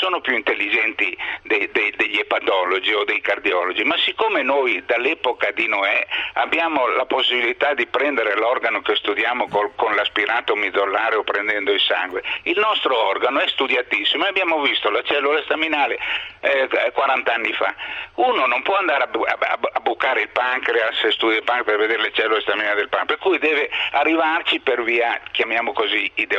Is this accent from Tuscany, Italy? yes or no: yes; Tuscany, Italy; io le chiamo così per me, sono toscano e faccio delle definizioni toscaneggianti